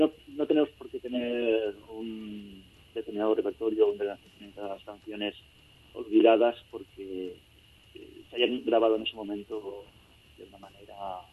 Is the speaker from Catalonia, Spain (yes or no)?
yes; Catalonia, Spain; De una forma natural, a ver, somos catalanes.